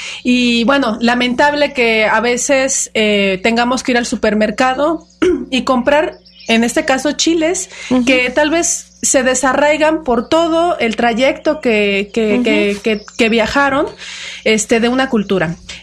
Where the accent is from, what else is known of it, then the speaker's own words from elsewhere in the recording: Mexico; en ese sentido, como mexicanos, sí, a veces